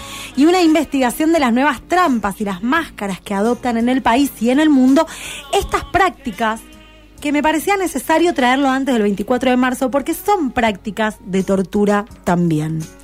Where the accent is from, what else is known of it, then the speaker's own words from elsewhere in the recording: Buenos Aires, Argentina; Yo, en ese momento, estaba viviendo en Buenos Aires. Mi infancia es en Buenos Aires.